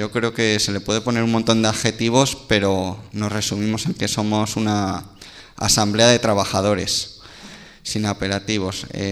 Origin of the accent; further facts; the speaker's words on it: Community of Madrid, Spain; Yo vengo del corredor del Henares, para que lo ubiquemos en el mapa